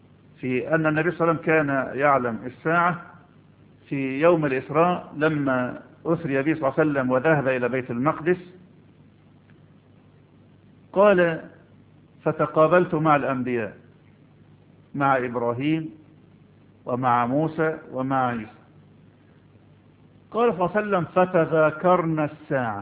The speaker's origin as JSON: {"language": "Arabic", "country": "Egypt", "said": "هنقول ما عندنا في مصر نسكت"}